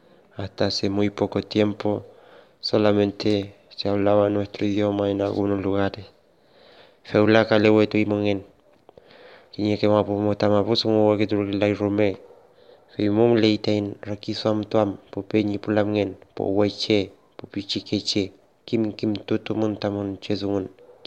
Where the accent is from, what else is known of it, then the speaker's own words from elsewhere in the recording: Centenario, Neuquén, Argentina; Soy de Centenario, provincia de Neuquén, de Puel Mapo, hoy conocido como Argentina.